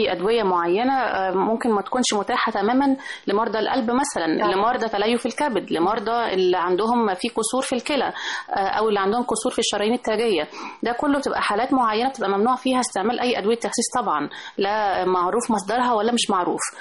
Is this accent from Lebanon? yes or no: no; Egypt; عندنا في مصر لسه بينزل حاجات